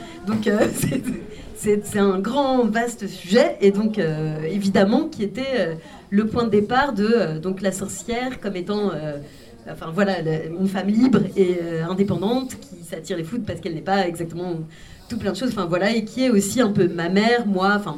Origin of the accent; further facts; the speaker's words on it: France; moi, je suis née en France, mais de deux parents polonais. Enfin, donc, j'ai grandi dans une famille polonaise en France